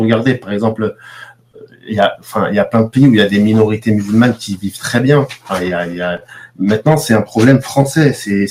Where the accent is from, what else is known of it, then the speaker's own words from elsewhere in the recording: Lyon, Auvergne-Rhône-Alpes, France; je suis lyonnais de base. Donc, patriote, je suis à Lyon, je suis né à Lyon.